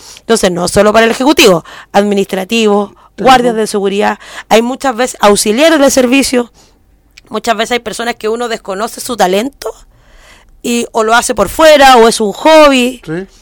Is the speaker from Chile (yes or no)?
yes; Santiago, Santiago Metropolitan, Chile; Yo vengo de aquí de La Legua, un sector nada de acomodado, sin ningún tipo de mayor accesibilidad.